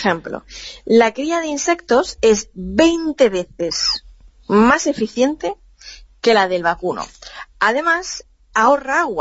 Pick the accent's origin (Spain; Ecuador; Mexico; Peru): Spain; Levante; en mi pueblo, en mi zona, en los pueblos del interior, por esta zona de Levante y del sur mediterráneo